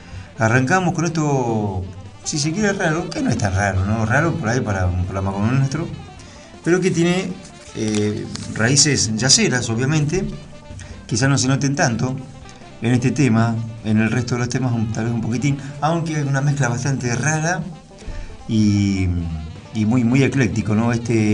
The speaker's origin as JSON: {"language": "Spanish", "country": "Norway", "tie": "born there", "second_language": "Spanish", "said": "soy ante todo un baterista, pero también un compositor y director de bandas. Nací en Noruega en el año 82, vivo en Bergen desde el año 2004."}